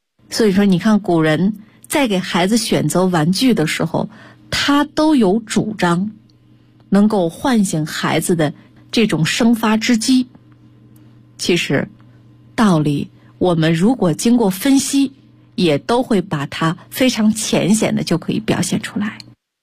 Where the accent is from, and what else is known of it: China